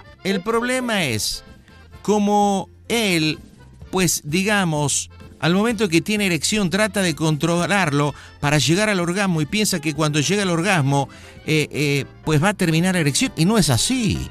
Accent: Argentina; también él es boliviano, yo soy argentino.

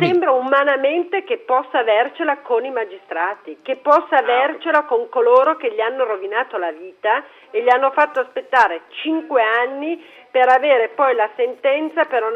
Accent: Cuneo, Piedmont, Italy; sono di Cuneo, quindi un po' distante l'America.

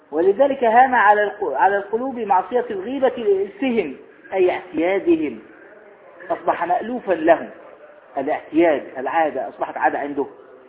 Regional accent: Egypt; ويقولون أيضا عندنا في مصر الصاحب ساحب

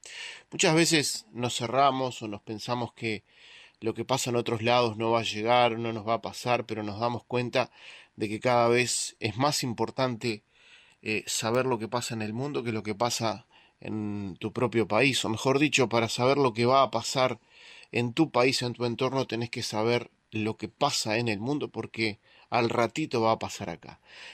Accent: Uruguay; Nosotros, como uruguayos de origen armenio, estamos siempre atentos a lo que pasa.

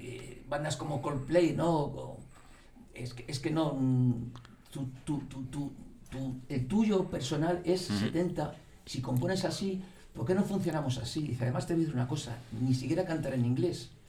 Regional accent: Spain; se sale un poco de lo que se está haciendo, por supuesto, en mi país, aquí. No tiene nada que ver con las bandas españolas, pero nada.

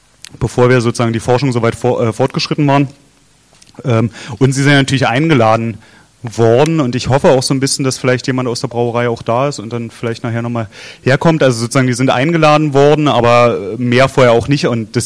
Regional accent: Berlin, Germany; Also ich kenne es aus Neukölln, wo ich herkomme, sozusagen

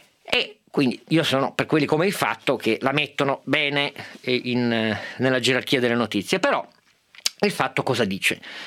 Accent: Turin, Piedmont, Italy; Lo saluto da Torinese

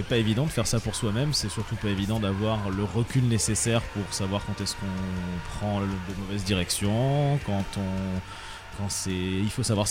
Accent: France; en tant que Français, c'était important aussi

